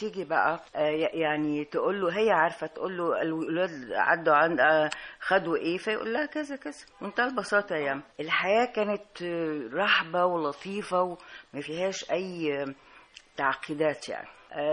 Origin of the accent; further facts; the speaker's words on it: Alexandria, Alexandria Governorate, Egypt; أنا اتولدت في اسكندرية، يعني ناس مثقفة، وضعهم الاجتماعي جيد ووضعهم الاقتصادي كويس. الأسرة كانت عمامي، يعني أسرة كبيرة